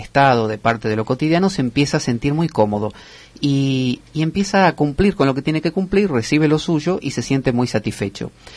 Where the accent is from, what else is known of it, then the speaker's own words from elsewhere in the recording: Argentina; La ventaja es que mientras no hablemos, nadie se da cuenta que somos argentinos.